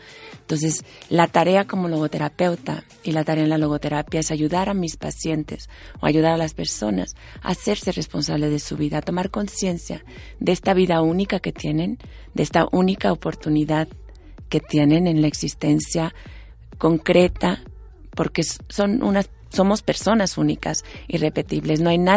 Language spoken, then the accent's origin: Spanish; Mexico; Yo no elegí ser mexicana, ni nacer en una familia de 9 hermanos, ni ser la quinta, ni ser la segunda mujer en mi casa, ni ser de madre española y padre mexicano